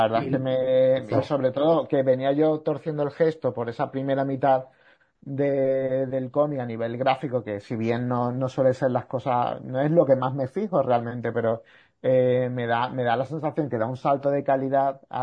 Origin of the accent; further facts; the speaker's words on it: Sanlúcar de Barrameda, Andalusia, Spain; now in Seville, Spain; Yo vivo aquí, o sea, en Sevilla, o sea que, pero yo soy de Cádiz, también de San Lucas de Barrameda.